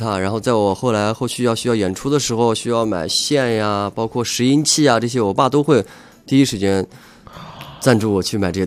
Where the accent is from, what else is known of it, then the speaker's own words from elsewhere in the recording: Xinjiang, China; 然后我就打给了电台，打给了我们新疆那边的电台